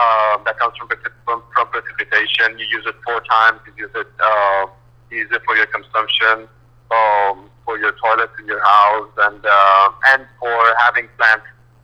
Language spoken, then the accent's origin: English; Puerto Rico; I'm planning to move to New York now. I'm from Puerto Rico, but yeah, I'm doing the transition.